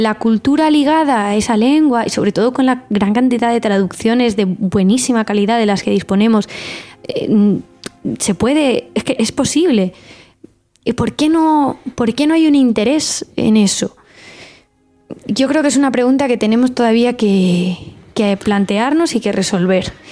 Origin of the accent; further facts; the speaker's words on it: Valencian Community, Spain; first language Valencian; Spanish is a second language; Yo soy bilingüe, considero que mi lengua materna es el valenciano, pero no tengo problemas en expresarme en castellano, desde luego.